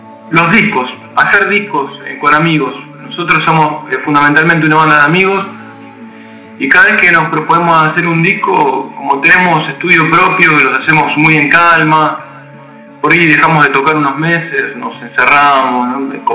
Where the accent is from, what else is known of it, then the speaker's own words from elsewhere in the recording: Glew, Buenos Aires Province, Argentina; Carlitos, Ángel y yo, somos de Gledu. Son ciudades que están al sur del conurbano de la provincia de Buenos Aires. Almirante Brown y Presidente Perón son los dos distritos que contienen estas localidades.